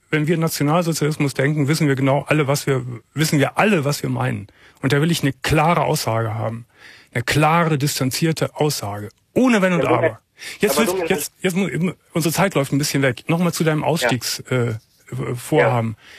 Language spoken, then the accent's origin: German; Cologne, North Rhine-Westphalia, Germany; Eigentlich ist es meine Heimatstadt.